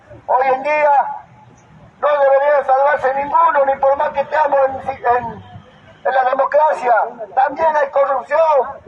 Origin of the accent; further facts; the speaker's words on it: Argentina; Nosotros no somos de una ideología extranjera, no somos de Europa, no somos anglosajón, somos del territorio de Argentina, hermano.